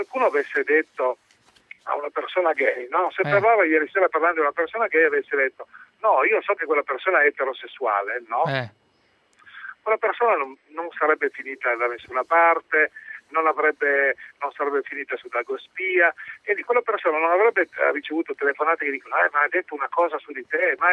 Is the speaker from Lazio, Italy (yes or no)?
no; Cuneo, Piedmont, Italy; No, beh, io sono di Cuneo e chiudo la campagna oggi a Cuneo